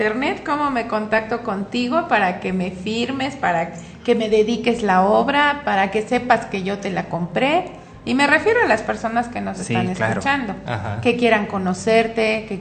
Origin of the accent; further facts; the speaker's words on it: Mexico; y además somos mexicanos y tenemos que apoyarnos y vernos entre nosotros